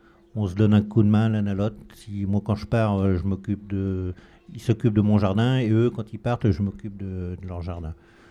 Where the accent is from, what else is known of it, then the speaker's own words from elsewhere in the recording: Normandy, France; Alors moi, je viens de la Seine-Maritime. Je viens de côté de Aumale et Neufchâtel-en-Bray, dans 76. Et on vivait sur le jardin, beaucoup sur le jardin.